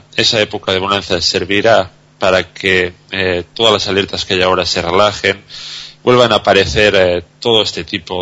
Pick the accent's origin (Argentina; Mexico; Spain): Spain; lo que sí que creo que deberíamos de hacer como españoles es replantearnos el modelo que hemos estado usando aquí en España